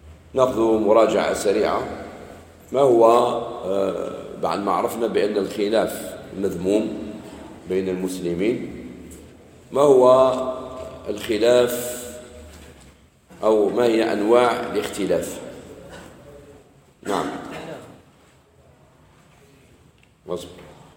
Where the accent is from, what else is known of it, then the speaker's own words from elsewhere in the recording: Algeria; احنا احنا جزائريين